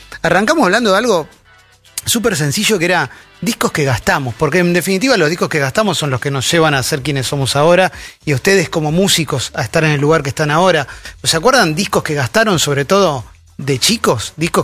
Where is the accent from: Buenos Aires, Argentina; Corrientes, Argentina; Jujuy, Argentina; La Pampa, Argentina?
Buenos Aires, Argentina; Yo soy originalmente de Caballito, ahora no vivo ahí